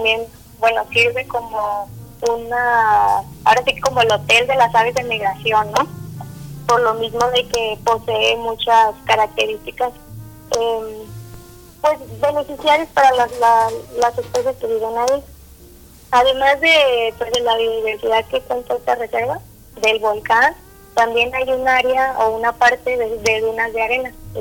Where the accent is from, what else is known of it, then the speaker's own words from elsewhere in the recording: Mexico; y a nosotros como mexicanos nos corresponde ir a apreciarlo